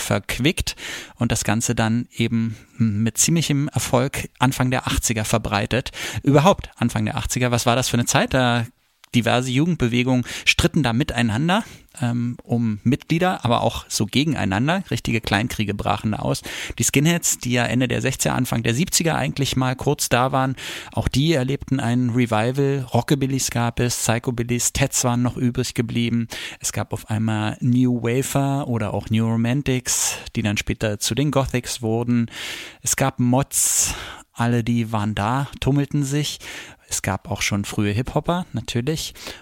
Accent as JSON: {"language": "German", "region": "Berlin", "country": "Germany", "tie": "born or raised there", "said": "das gilt wahrscheinlich eher für meine Heimatstadt Berlin als zum Beispiel fürs Land."}